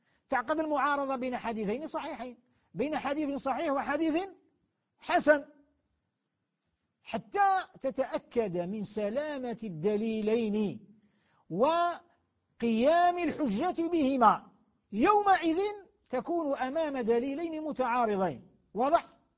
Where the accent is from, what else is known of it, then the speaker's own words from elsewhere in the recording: Algeria; بلدياتنا مش كاين يضرنا احنا في بلادنا الجزائر، بلاد الخير